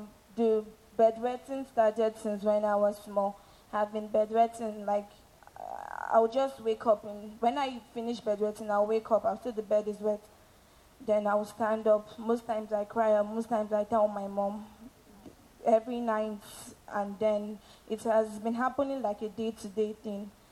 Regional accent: Edo, Nigeria; now in Abuja, Nigeria; I'm from Edo State, but I reside in Abuja. I'm a student.

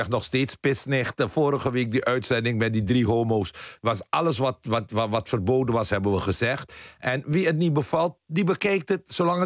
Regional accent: Netherlands; En ik vind het erg dat mensen mij Hindoestaan noemen, want dat betekent dat ik niet besta. En ik ben een Nederlander en ik ben een Amstelstani.

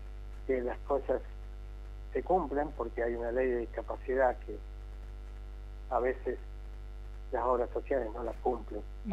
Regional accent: Córdoba, Argentina; moved away as an adult; now in Buenos Aires, Argentina; Soy cordobés y siempre estoy con alguna chispita ahí

